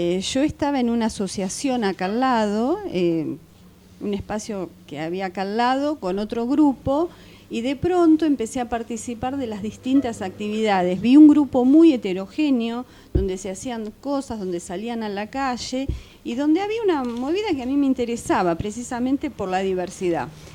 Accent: Buenos Aires, Argentina; Yo soy de Parque Patricios.

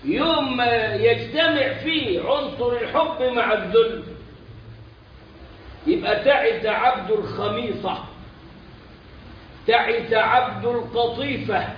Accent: Egypt; وهذا مفتاح كلامنا كمصريين بنسبة فوق 90 كده بشوية

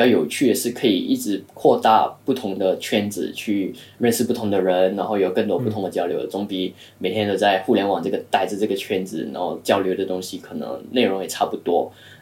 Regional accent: Kuala Lumpur, Federal Territory of Kuala Lumpur, Malaysia; now in China; 然后我是来自马来西亚吉隆坡，然后来中国已经快6年多一点了。

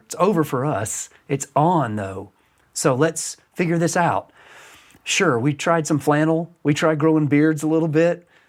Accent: the South, United States; we were a melting pot growing up in the South in the 70s and 80s

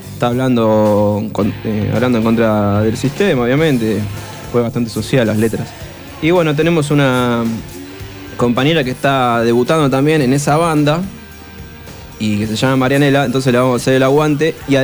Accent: Quilmes, Buenos Aires Province, Argentina; born there; Nací acá en Quilme, ¿viste?

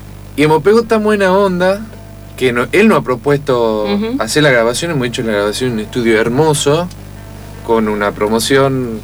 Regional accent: Tucumán, Argentina; cuando vamos a Tucumán, particularmente a la ciudad, generalmente, como yo soy tucumano y tengo amigos, familias, todo

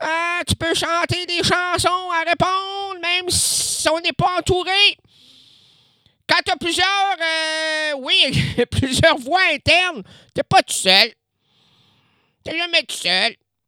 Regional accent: Quebec City, Quebec, Canada; born there; moi, je suis né à Québec.

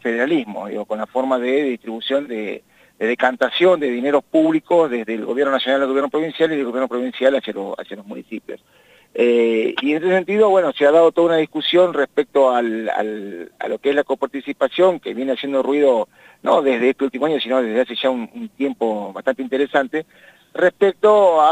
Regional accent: Argentina; somos así, somos argentinos.

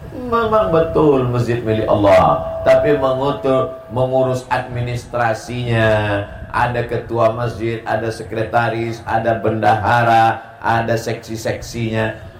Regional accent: Riau, Indonesia; now in Bekasi, Indonesia; Saya datang dari Pulau Sumatera, Riau, sampai ke Pulau Jawa, Bekasi, berbeda bahasanya, berbeda sukunya

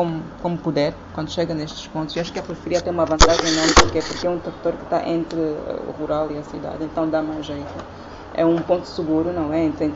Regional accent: Cabinda, Angola; eu sou de Cabinda, então eu tenho mesmo gostado de campo

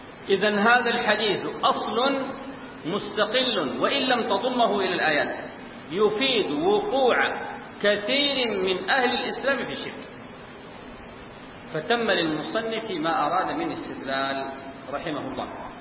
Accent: Sudan; متأخر عندنا في السودان

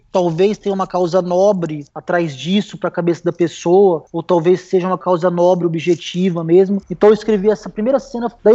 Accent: Ribeirão Preto, São Paulo, Brazil; eu sou de Ribeirão Preto

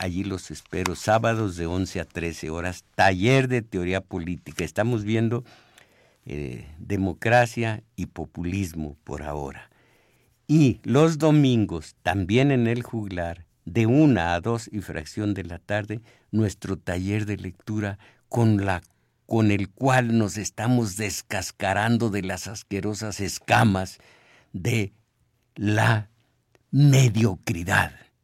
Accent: Mexico; Y no lo queremos en español, en castellano del extremeño. Esos somos los mexicanos, caramba.

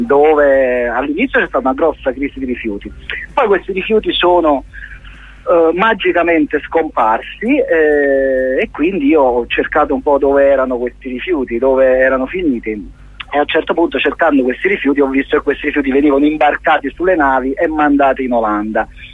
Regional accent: Naples, Campania, Italy; io che sono napoletano, sono tornato nella mia città

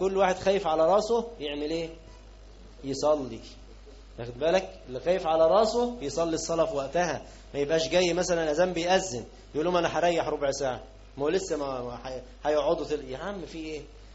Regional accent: Egypt; لكن عندنا احنا كمصريين خليناها ايه، يعني ما تعملش

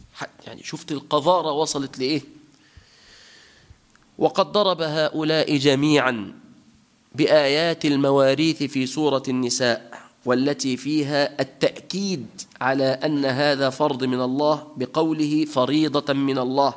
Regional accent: Tunisia; في بلادنا تونس الخضراء

